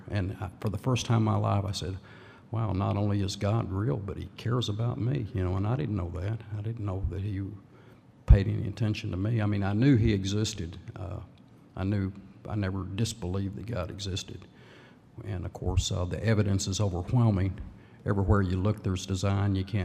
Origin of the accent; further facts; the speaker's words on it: Lubbock, Texas, United States; I was born in 1951 in Lubbock, Texas. My dad was an officer in the Air Force for the Korean War.